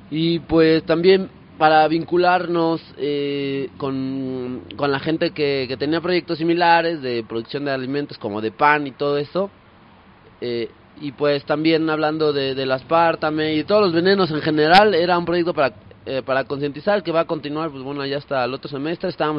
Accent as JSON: {"language": "Spanish", "region": "Mexico City", "country": "Mexico", "said": "pues yo soy acá del DF."}